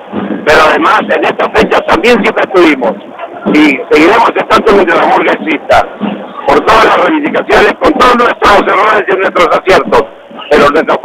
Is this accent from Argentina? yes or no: yes; Argentina; A mí me llena de orgullo como argentino.